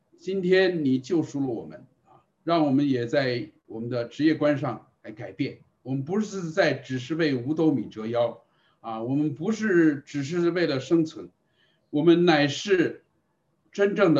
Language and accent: Chinese; China; 所以我们中国人特点就是单打独斗啊